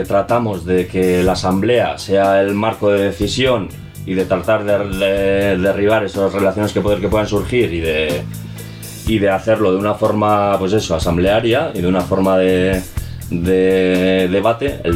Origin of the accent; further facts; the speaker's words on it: Galdakao, Basque Country, Spain; yo vengo de otro pueblo, soy de Galdaco, y pues me vine aquí un poco tirando por el interés por la radio libre